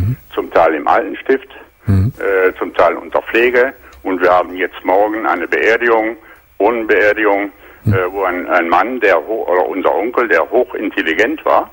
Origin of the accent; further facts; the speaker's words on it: Aachen, North Rhine-Westphalia, Germany; Ich melde mich zwar aus Franken, aber ich bin ein Rheinländer und komme aus Aachen.